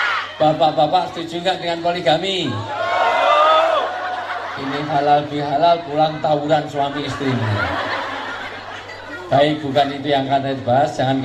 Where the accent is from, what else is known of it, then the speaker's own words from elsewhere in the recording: Java, Indonesia; Saya asli orang Jawa, dalam orang Jawa bilang orang tua itu disebut sepuh.